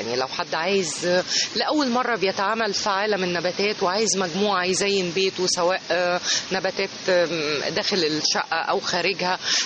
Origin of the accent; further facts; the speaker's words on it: Egypt; لان احنا كمصريين ومحتاجين اي لمسة جمالية خاصة في يومنا المزدحم